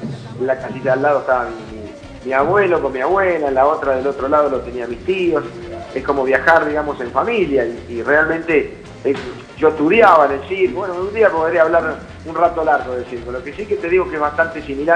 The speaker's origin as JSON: {"language": "Spanish", "region": "Córdoba", "country": "Argentina", "said": "nosotros somos de aquí de Córdoba y el cuarteto lo escuchamos desde el comienzo, cuando vas a una fiesta de 15 acá"}